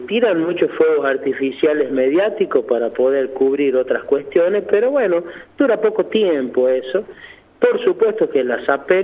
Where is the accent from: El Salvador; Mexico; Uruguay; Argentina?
Argentina; La Rioja; la esperanza y el optimismo como riojanos lo tenemos